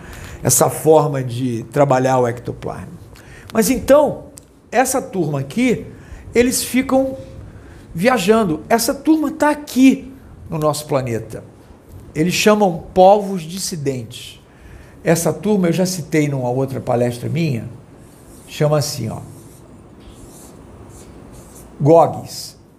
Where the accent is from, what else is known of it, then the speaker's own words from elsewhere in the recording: Rio de Janeiro, Brazil; fui coroinha lá da igreja Nossa Senhora no Leblon. Eu morei, nasci no Leblon, fui criado lá. E fiz primeira comunhão, fiz crisma, aquelas coisas todas, batismo